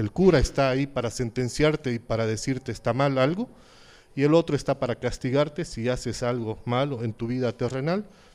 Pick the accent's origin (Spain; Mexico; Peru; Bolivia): Bolivia; somos bolivianos y por lo tanto Bolivia no es solamente el que tiene el nombre